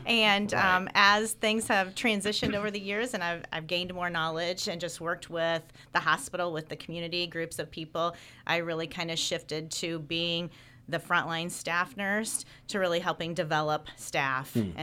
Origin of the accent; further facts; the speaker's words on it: Indiana, United States; now in Miami County, United States; I grew up in northern Cass County.